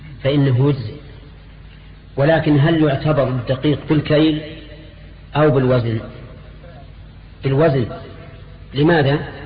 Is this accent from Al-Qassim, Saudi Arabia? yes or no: yes; Al-Qassim, Saudi Arabia; بينما المد عندنا في القصيم ثلث الصاع